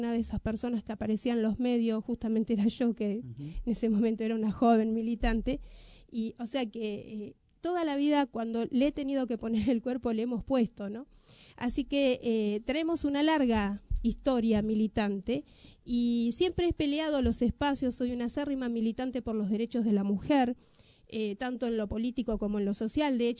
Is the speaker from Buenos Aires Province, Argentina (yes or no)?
yes; Merlo, Buenos Aires Province, Argentina; te digo, vengo de Merlo